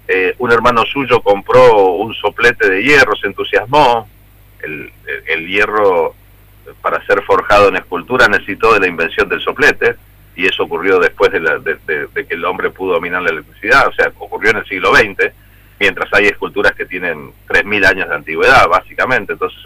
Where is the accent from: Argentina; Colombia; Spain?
Argentina; Mendoza; que soy mendocino